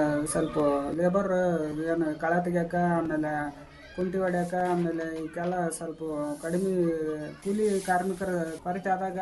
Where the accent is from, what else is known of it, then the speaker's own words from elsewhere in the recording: Chilakamukhi, Karnataka, India; ಕೊಪ್ಪಳದಿಂದ 22 kilometre ಆಗುತ್ತೆ sir.